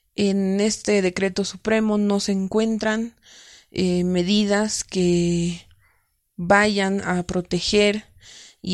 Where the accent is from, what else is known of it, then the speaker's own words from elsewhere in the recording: La Paz, Bolivia; soy de La Paz, Bolivia.